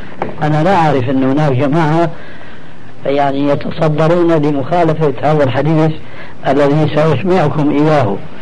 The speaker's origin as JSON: {"language": "Arabic", "country": "Syria", "said": "لكن نقرأ هكذا كما كانوا يقولون عندنا في الشام"}